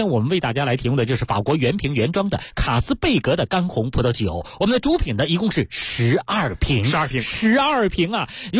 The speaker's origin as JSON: {"language": "Chinese", "country": "China"}